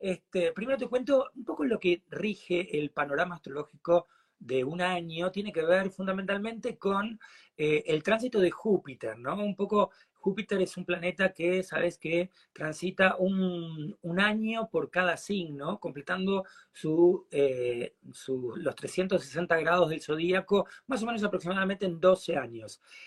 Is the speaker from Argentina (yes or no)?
yes; Argentina; Es como nosotros acá en la Argentina, viste que nosotros tenemos, sigo gastronómico hoy, viste que nosotros tenemos una comida que se llama dulce de leche.